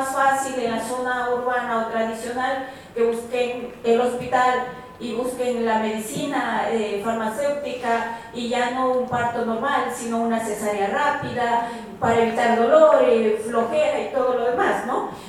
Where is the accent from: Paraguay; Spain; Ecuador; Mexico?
Ecuador; vengo de Ecuador.